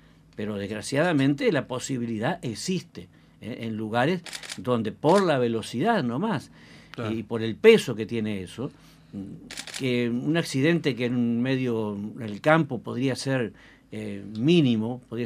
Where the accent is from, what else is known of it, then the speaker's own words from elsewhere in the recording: Uruguay; Porque somos uruguayos, nos da vergüenza.